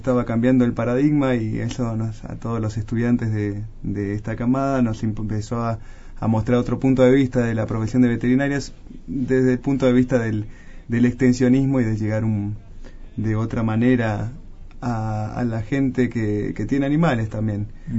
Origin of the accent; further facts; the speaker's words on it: Colonia Caroya, Córdoba, Argentina; born there; yo nací en Colonia Carolla, provincia de Córdoba. Hice mis estudios universitarios en la ciudad de Corrientes